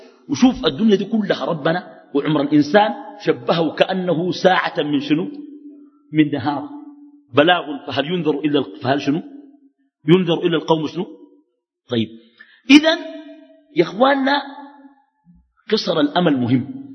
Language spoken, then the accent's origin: Arabic; Khartoum, Sudan; also born or lived in Halfa; وانا قمت تحولت من الخرطوم مشيت حلفه وانا في اولى متوسطه